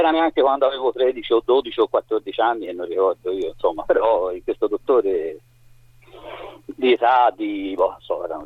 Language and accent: Italian; Florence, Tuscany, Italy; Io sono di Firenze, in età intorno delle medie più o meno, ho iniziato ad andare a una palestra a Firenze